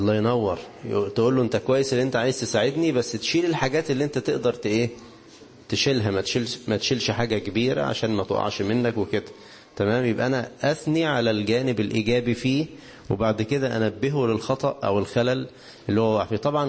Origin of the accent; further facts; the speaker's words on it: Egypt; وطبعا إحنا كمصريين أساتذة في التخويف، صح كده؟